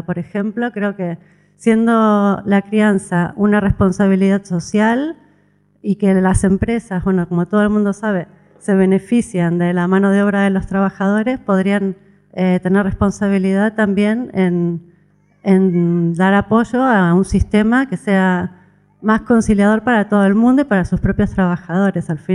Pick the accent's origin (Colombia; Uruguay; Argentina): Argentina; now in Spain; Yo soy argentina, tengo dos hijos nacidos aquí, catalano-argentinos, vamos a poner.